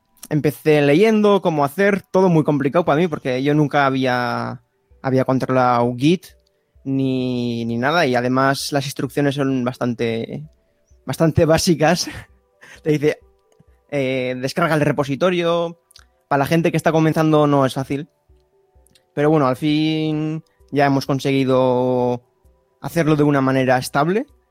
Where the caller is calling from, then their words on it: Basque Country, Spain; Yo desde un pueblito cerca de Donosti, en Euskal Herria, al norte de España, vamos a decir.